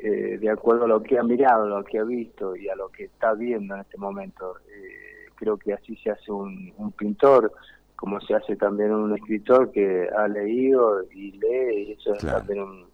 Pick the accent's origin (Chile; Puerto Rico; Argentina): Argentina; Mendoza; also born or lived in Jujuy; Sí, yo nací allá, pero estuve solamente un año, un poquito, y ahí nos vinimos para Mendoza, que nacieron todos mis demás hermanos.